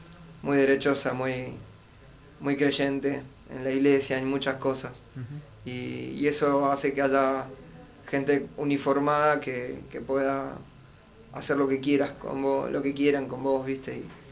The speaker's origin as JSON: {"language": "Spanish", "region": "Mendoza", "country": "Argentina", "lives_now": "Buenos Aires, Argentina", "said": "Yo soy mendocino."}